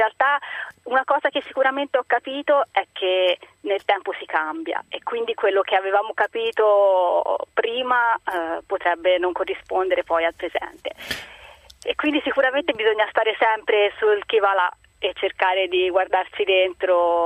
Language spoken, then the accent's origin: Italian; Livorno, Tuscany, Italy; in questo momento sono a Pisa, però io sono di Livorno.